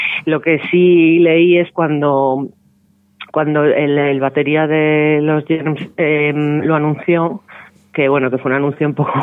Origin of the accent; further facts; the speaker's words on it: Vallecas, Community of Madrid, Spain; como digo yo, que soy de Vallecas